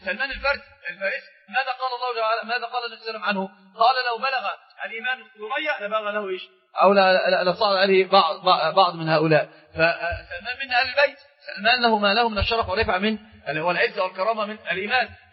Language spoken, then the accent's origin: Arabic; Egypt; وهذا هو عندنا في مصر في مثل مشهور جدا